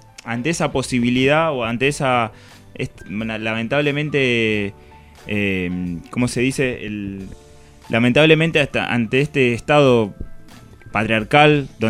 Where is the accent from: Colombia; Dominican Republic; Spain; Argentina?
Argentina; La Plata, Buenos Aires Province; Para los que somos de La Plata es bastante común